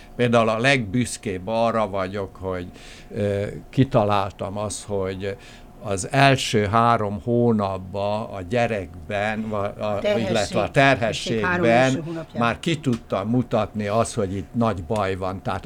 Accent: Székesfehérvár, Fejér, Hungary; Tehát mivel én Fehérváron nőttem föl

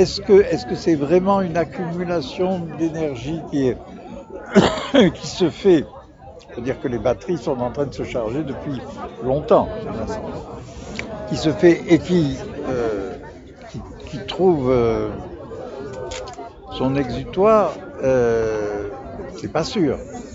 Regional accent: Strasbourg, Grand Est, France; parce que je ne suis pas parisien, donc je suis strasbourgeois.

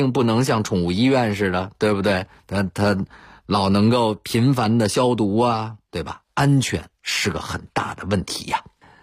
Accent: Beijing, China; 我是北京人，所以上学工作基本上都在北京，只有出差的时候可能会买火车票。

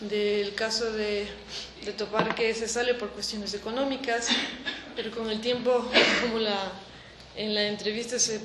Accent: Ecuador; moved away as an adult; activista por más de 10 años en mi país de origen, Ecuador. Hoy por hoy emprendo luchas junto con realidades distintas de ser migrante

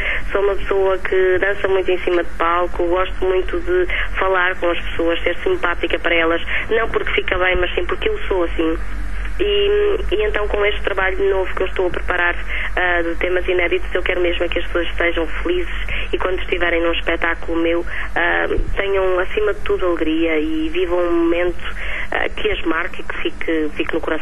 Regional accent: Portugal; E eu sou portuguesa, por isso vou cantar em português.

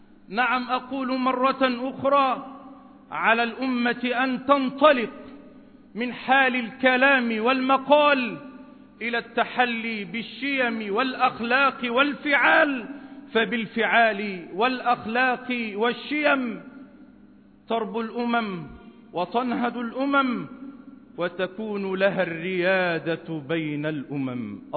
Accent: Egypt; إننا نحب بلدنا مصر

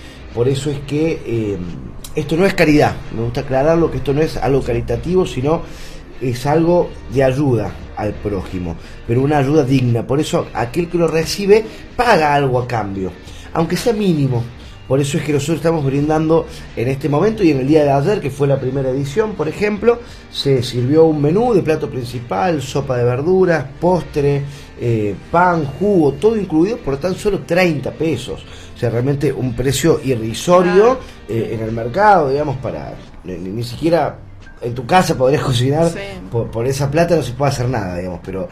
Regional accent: Cosquín, Córdoba, Argentina; Yo soy nacido y criado acá en Cosquín.

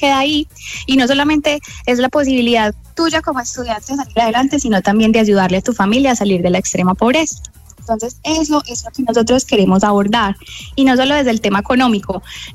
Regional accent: Colombia; now in United States; todos somos corazones totalmente colombianos

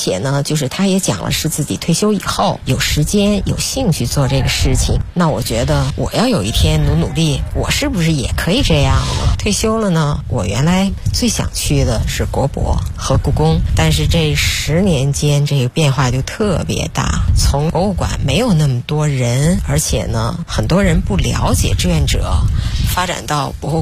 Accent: Beijing, China; 因为我觉得我从小是在北京长大的

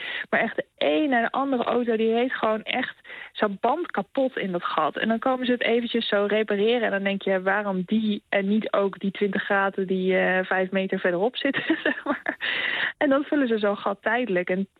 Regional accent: Netherlands; now in Norway; wij zijn natuurlijk gewoon niet gewend om zo lang in de auto te zitten voordat je ergens bent. Daar moesten wij hier wel aan wennen.

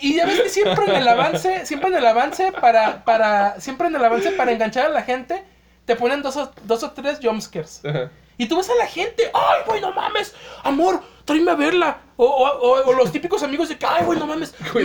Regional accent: Mexico; nosotros vemos todo de nuestra burbujita como mexicanos

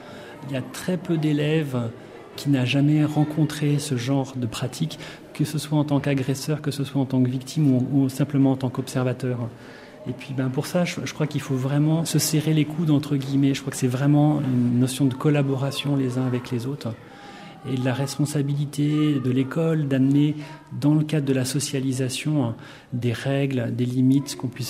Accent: France; Mon père était notaire et on était dans un village très rural. Et voilà, c'était le notable de la région. Je suis français, donc ça se passait en France.

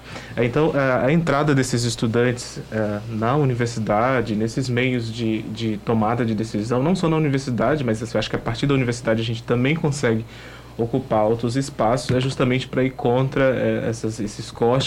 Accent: Goiás, Brazil; Eu sou de Goiás, do centro-oeste do país

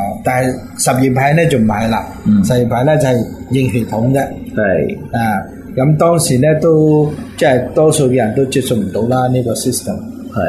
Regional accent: China; 类似我哋中国人讲嘅龙血

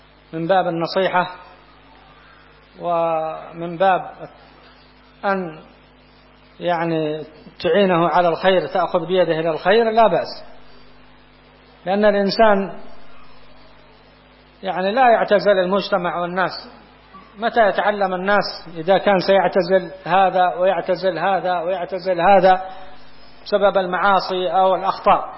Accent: Yemen; قات عندنا في اليمن قات ما يجوز هذا

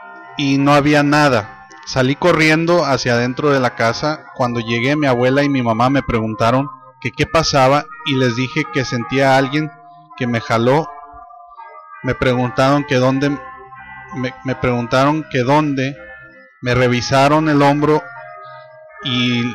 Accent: Veracruz, Mexico; Soy de Veracruz y estaba de vacaciones.

